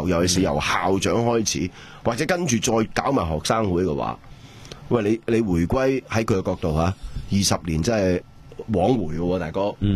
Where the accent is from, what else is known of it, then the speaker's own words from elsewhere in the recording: Hong Kong; 我哋香港人